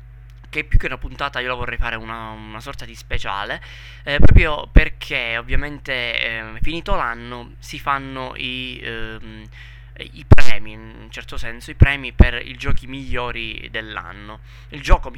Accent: Southern Italy, Italy; accent: southern Italian; io forse mi sono scordato di dire che parlo dal sud, sono del sud Italia, dunque è ovvio che ci siano questi accenti super marcati, no?

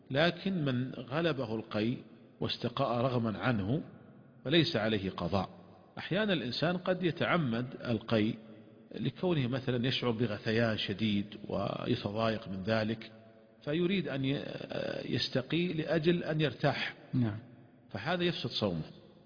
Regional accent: Saudi Arabia; مثلا عندنا في المملكة العربية السعودية قد يصل النهار قد يصل إلى 16 ساعة أو 17 ساعة

